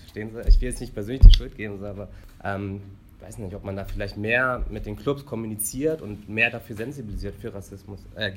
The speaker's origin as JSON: {"language": "German", "town": "Braunschweig", "region": "Lower Saxony", "country": "Germany", "said": "ich komme aus Braunschweig"}